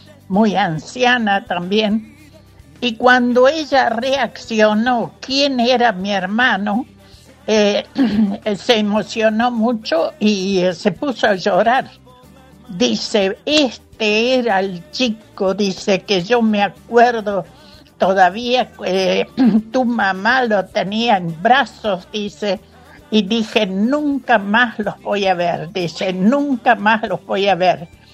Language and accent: Spanish; Netherlands; moved away; yo también soy inmigrante de Holanda. Después de como, no sé, no me acuerdo yo las fechas, pero como 60 años después que venimos